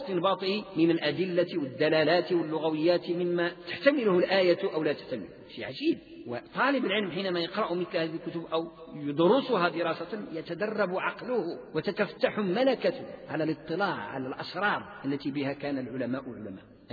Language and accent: Arabic; Morocco; المذهب المالكي عندنا بالمغرب